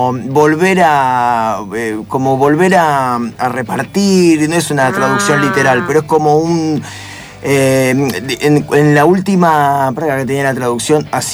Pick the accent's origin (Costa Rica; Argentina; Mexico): Argentina; Concepción del Uruguay, Entre Ríos; Y yo que soy de Concepción del Uruguay, ahí también de Entre Ríos